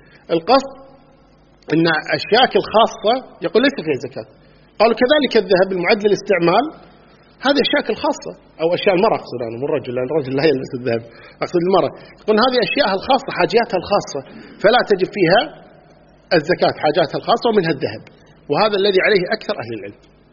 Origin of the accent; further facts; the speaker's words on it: Kuwait; مثل أهل البادية مثلا عندنا في الكويت هنا